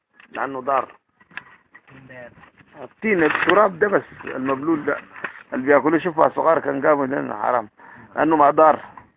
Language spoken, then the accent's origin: Arabic; Sudan; السودان عندنا موحات كتاب الدين. موحات كتاب الدين دي هاتوه قرآن كده دي الدارجة بتاعتنا